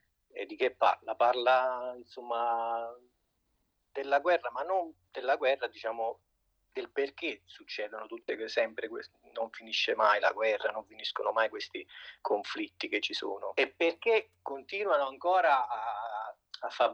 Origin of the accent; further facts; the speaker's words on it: Vallo della Lucania, Campania, Italy; born there; Sì. Sono nato a Vallo della Lucania.